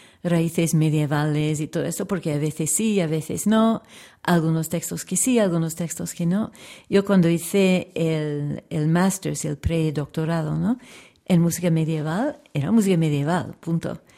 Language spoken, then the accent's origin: Spanish; Canada; born there; first language English; Spanish is a second language; cantaba cosas del Canadá francófono, que es donde nací, aunque mi lengua materna es el inglés.